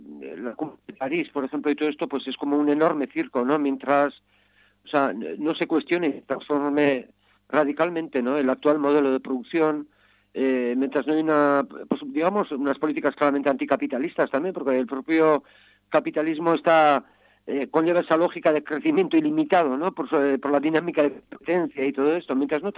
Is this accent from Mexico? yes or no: no; San Sebastián, Basque Country, Spain; Yo, por ejemplo, soy de Donosti, uh-huh, con el tema del metro que nos quieren construir en la ciudad